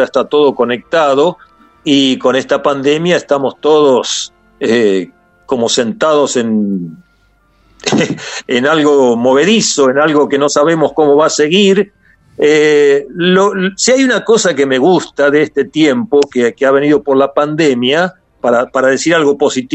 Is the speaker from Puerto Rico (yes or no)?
no; Olavarría, Buenos Aires Province, Argentina; moved away; incluso cuando me fui de Olavarría ya tenía asfalto. Eso fue en el 1975, yo me fui y ya había asfalto, ya había cambiado mucho.